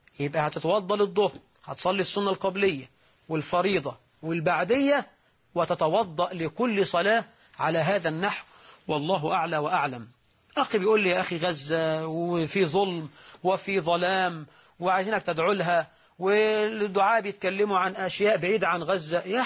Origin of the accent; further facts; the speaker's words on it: Egypt; واجعل بلدنا مصر رخاء سخاء، أمنا وأمانا